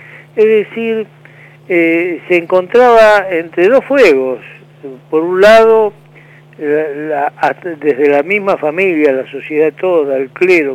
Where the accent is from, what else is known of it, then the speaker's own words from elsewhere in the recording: Argentina; Y ese es el grave problema que tenemos como los argentinos.